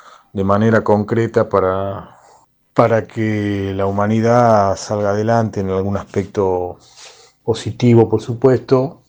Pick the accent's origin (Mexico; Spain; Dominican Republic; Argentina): Argentina; Tucumán; now in Buenos Aires, Argentina; Soy un músico tucumano, radicado en Buenos Aires.